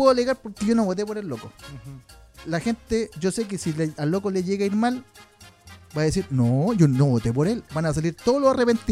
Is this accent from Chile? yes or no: yes; Chile; yo, como soy chileno, si en su gestión lo hace bien, a todo Chile técnicamente debería irle bien